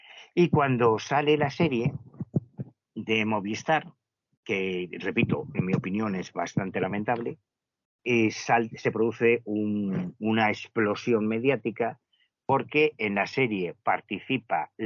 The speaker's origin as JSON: {"language": "Spanish", "town": "Betanzos", "region": "Galicia", "country": "Spain", "said": "soy un puto estudiante de Betanzos que vengo desde Galicia porque me interesa el tema"}